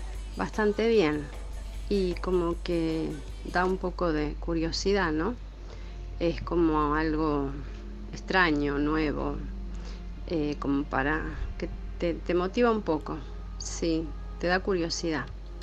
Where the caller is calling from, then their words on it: San Justo, Buenos Aires Province, Argentina; de San Justo